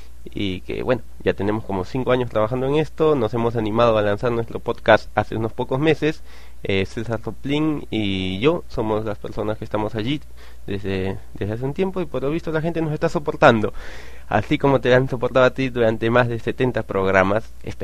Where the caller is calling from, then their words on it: Lima, Peru; te hablo desde Lima, Perú.